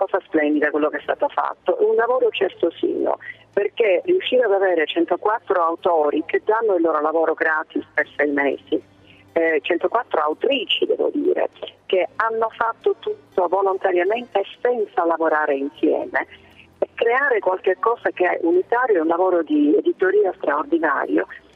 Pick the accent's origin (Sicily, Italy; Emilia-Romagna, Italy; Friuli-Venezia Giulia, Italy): Sicily, Italy; io sono siciliana, la Sicilia è una terra di frontiera.